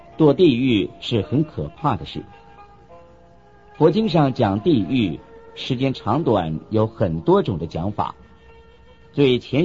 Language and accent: Chinese; China; 我们中国人常常自夸有5000年的历史